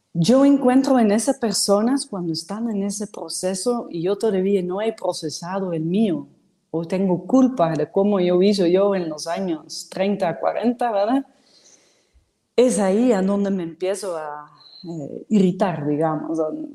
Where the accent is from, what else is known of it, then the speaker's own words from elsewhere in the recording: Netherlands; Spanish is a second language; yo como soy holandesa, que tuvieron que reconstruir el país después de esas dos guerras mundiales